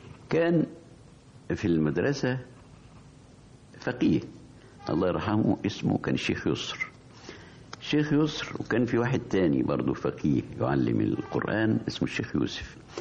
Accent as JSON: {"language": "Arabic", "town": "Farsis", "region": "Gharbia", "country": "Egypt", "tie": "born or raised there", "said": "الكتاب في قريتنا اللي اسمها فرسيس كان مختلف عن الكتاتيب اللي كانت موجودة في الوقت ده"}